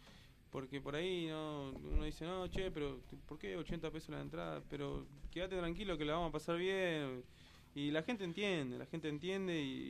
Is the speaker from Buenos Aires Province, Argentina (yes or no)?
no; El Carmen, Jujuy, Argentina; El Carmen es un pueblito que queda lo más al sur de Jujuy, digamos, ya lo más cercano a Salta, de unos 15.000 habitantes